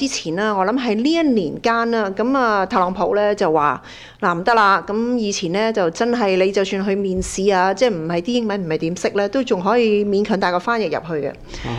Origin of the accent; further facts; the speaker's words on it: Canada; 咁當然啦，我哋身為加拿大人啦